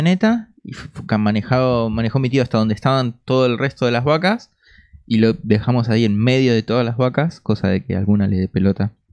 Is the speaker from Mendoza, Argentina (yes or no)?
no; Buenos Aires, Argentina; born there; Pero nací en Buenos Aires.